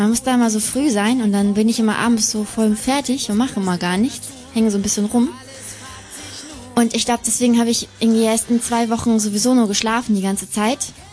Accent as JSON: {"language": "German", "region": "Hamburg", "country": "Germany", "lives_now": "Hanover, Germany", "said": "Also ich komme aus Hamburg, aber ich studiere in Hannover."}